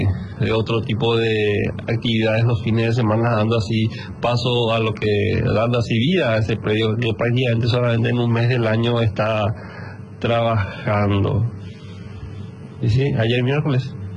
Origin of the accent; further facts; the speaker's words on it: Paraguay; pero como un paraguayo más, ¿verdad?